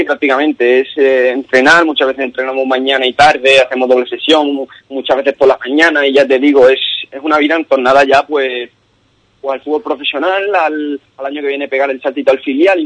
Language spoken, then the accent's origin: Spanish; Ubrique, Andalusia, Spain; Ubrique es mi pueblo y vamos, aquí todo el rayo sabe que soy de Ubrique